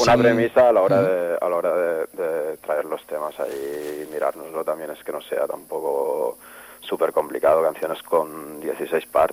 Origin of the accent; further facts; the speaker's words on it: Spain; first language Catalan; Spanish is a second language; yo siempre lo he visto como algo natural, ya que es mi lengua materna y a la hora de escribir, pues, no sé, a mí me sale en catalán